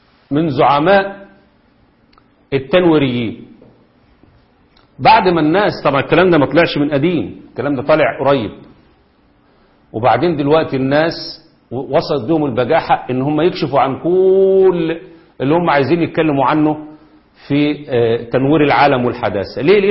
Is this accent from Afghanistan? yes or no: no; Egypt; وهم اللي ماسكين الاعلام عندنا في مصر